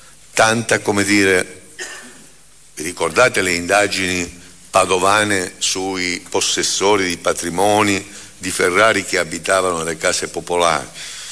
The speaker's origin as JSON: {"language": "Italian", "region": "Calabria", "country": "Italy", "said": "Io sono calabrese, come si sente dall'accento"}